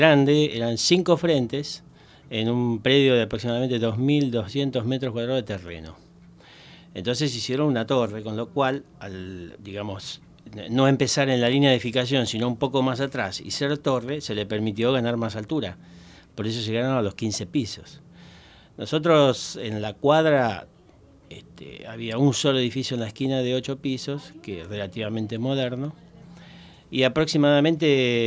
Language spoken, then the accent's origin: Spanish; Argentina; Somos argentinos, después de todo.